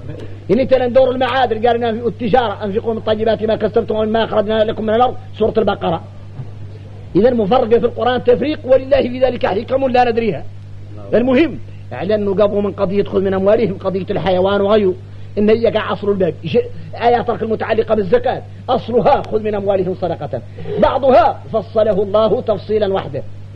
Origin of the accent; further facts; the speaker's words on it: Mauritania; عندنا احنا موريتاني